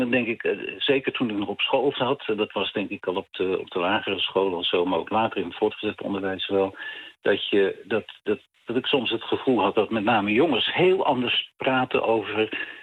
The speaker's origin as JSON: {"language": "Dutch", "town": "Honselersdijk", "region": "South Holland", "country": "Netherlands", "said": "ik kom oorspronkelijk uit het Westlandse dorp Honselersdijk."}